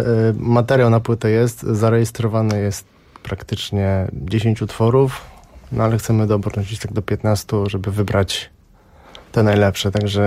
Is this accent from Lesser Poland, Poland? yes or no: no; Gdańsk, Pomeranian Voivodeship, Poland; Jesteśmy z Gdańska, gramy z sobą parę lat w różnych składach.